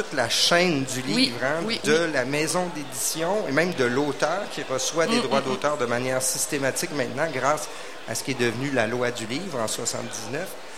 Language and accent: French; Val-Bélair, Quebec, Canada; Moi, quand j'étais jeune, j'habitais à Val-Bélair, donc tout près d'ici, dans le nord de la ville maintenant.